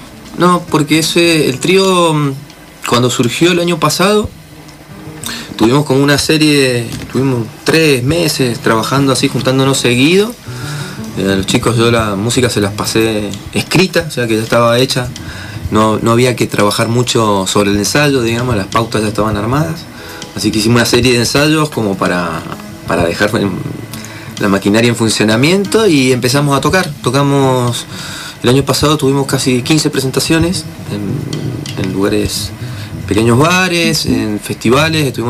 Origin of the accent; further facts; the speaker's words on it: Maipú, Argentina; nos conocíamos del barrio, yo soy de Maipú